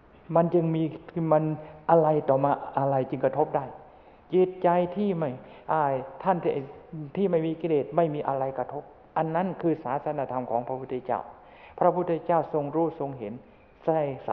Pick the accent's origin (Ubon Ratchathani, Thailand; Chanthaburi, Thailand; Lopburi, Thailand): Chanthaburi, Thailand; ในฐานะเราเป็นชาวจันทบุรีก็ยังอดที่จะภูมิใจนิดๆไม่ได้อยู่